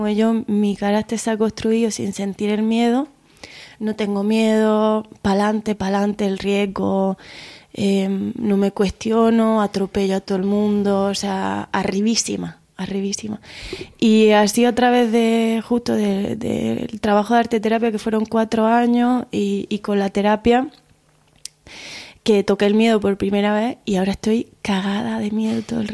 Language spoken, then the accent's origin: Spanish; Andalusia, Spain; vengo de un pueblo de Almería chiquitillo donde ahí te la pelea o te la pelea